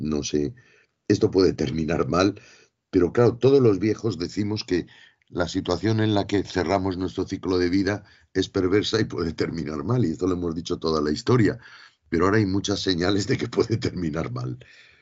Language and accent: Spanish; Madrid, Community of Madrid, Spain; Me había puesto a nacer en Almería cuando yo soy de Madrid.